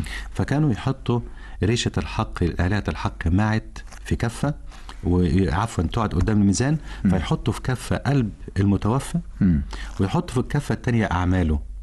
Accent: Egypt; ما قامتش هناك حضارات زي اللي قامت عندنا في مصر

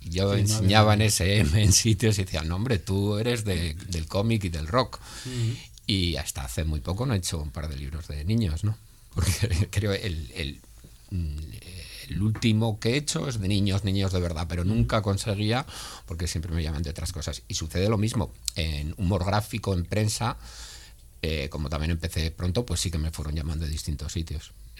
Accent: Vitoria, Basque Country, Spain; Al final, yo soy de Vitoria, o sea, al final ya estamos todos...

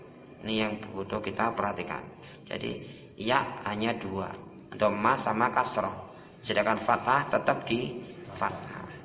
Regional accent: Java, Indonesia; Kalau kita orang Jawa, apa-apa mudah, sesuai dengan daerahnya masing-masing.

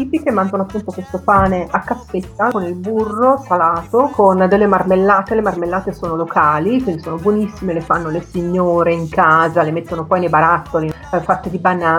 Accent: Grosseto, Tuscany, Italy; Grosseto, io sono di Grosseto.

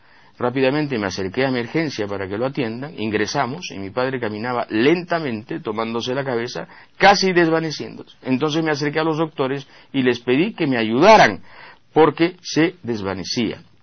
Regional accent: Peru; Yo me he convencido como peruano que para la falta de vergüenza nunca hay fronteras definidas

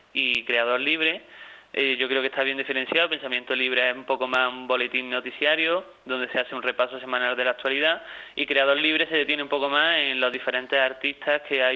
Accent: Andalusia, Spain; accent: Andalusian; Luego en el acento se puede deducir de la presentadora que somos un poco andaluces

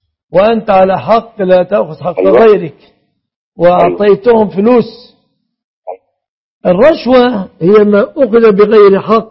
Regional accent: Egypt; بلادنا مصر

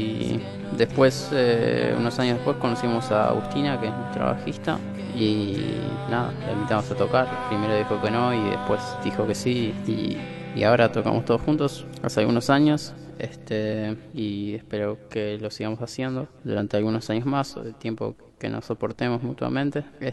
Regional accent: Montevideo, Uruguay; Somos una banda de Montevideo, Uruguay. Se puede decir que somos de La Comercial, del barrio La Comercial. Más o menos todos nos conocimos en las inmediaciones del barrio

